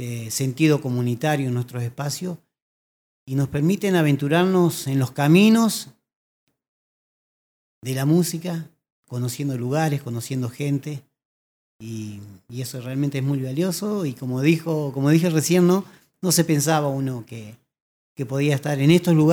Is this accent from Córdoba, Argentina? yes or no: yes; Córdoba, Argentina; now in Choele Choel, Argentina; esa impronta de ser hijo de inmigrantes de muchos lugares. En el caso mío soy cordobés, vivo en Choel, que usted menciona, que estoy a 16 kilómetros de La Marque